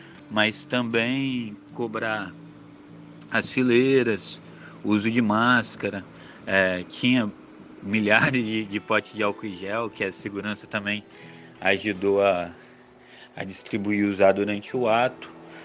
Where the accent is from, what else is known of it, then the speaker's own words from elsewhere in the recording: Espírito Santo, Brazil; sou capixaba, sou militante do movimento de atingidos por barragens